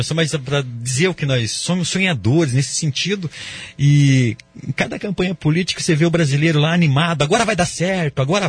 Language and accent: Portuguese; Brazil; Eu acredito que o brasileiro é um sonhador, né? Nós somos brasileiros e nós sonhamos bastante.